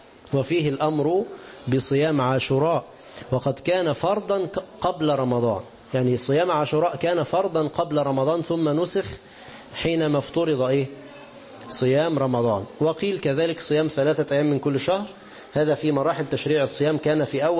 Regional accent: Egypt; مصري ونحن من مصر

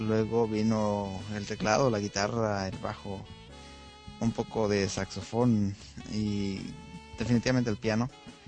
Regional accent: Guatemala; now in United States; yo soy guatemalteco y aunque mi selección no está en el mundial, vivo en Estados Unidos

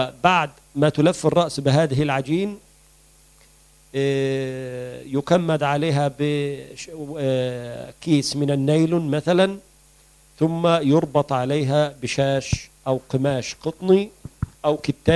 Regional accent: Egypt; وبعض الأماكن يسمى الكرنب عندنا في مصر.

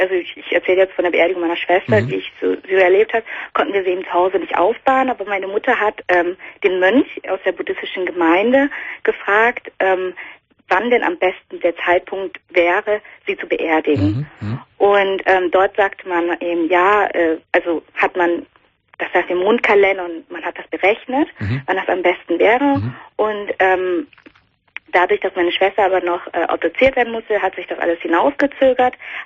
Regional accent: Vietnam; Richtig, ich komme aus Vietnam.

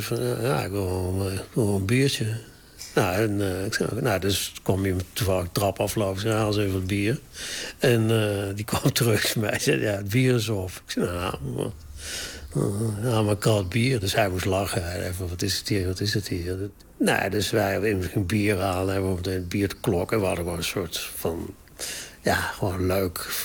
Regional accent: North Brabant, Netherlands; Ik ben uit Brabant en mijn achtergrond is allemaal wel bekend.

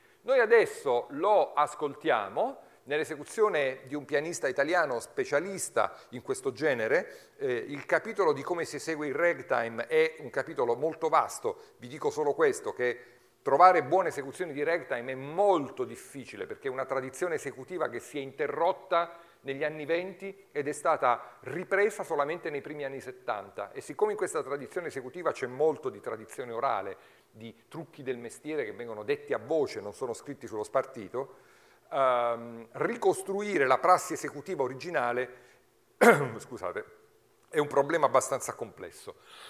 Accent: Abruzzo, Italy; questo pianista che non a caso è abruzzese come il vostro conferenziere

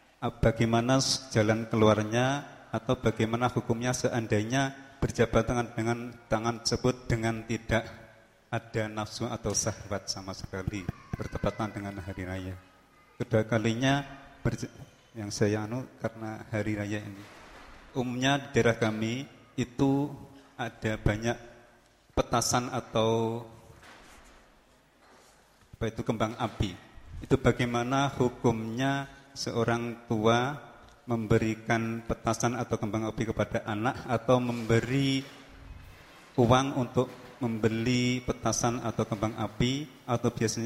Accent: East Java, Indonesia; biasanya di daerah saya Jawa Timur

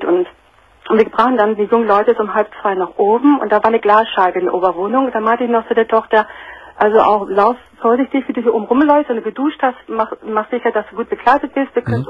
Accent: Northern Germany, Germany; moved away; weil ich jedes Jahr in meine Heimat fahre, nach Norddeutschland, da komme ich her.

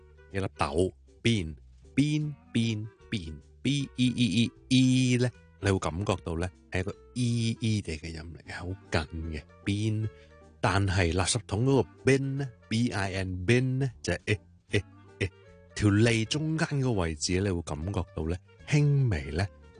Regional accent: Hong Kong; 放我哋香港人嘅。

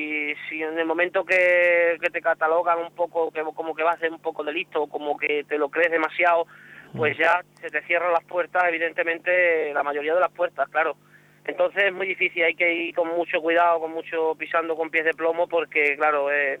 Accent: Extremadura, Spain; me siento orgulloso de ser extremeño y de la consideración que tienen respecto a mi persona en general

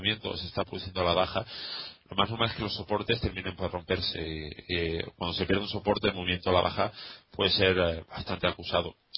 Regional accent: Valencia, Valencian Community, Spain; porque soy de Valencia, ¿verdad?

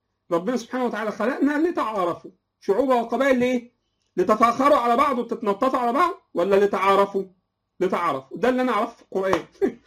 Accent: Egypt; والاتراك جزء برضو لهم ميراث في مصر، واحنا كمصريين لنا ميراث في تركيا المعاصره

